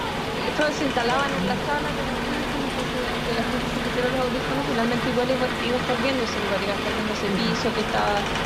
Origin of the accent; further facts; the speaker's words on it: Chile; soy artista sonora chilena.